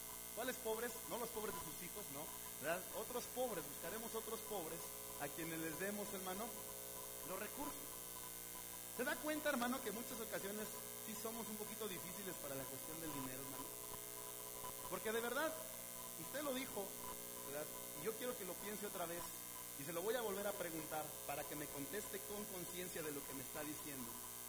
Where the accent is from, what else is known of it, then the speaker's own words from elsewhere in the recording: Mexico; Es un problema que como mexicanos tenemos en nuestros gobiernos, hermano.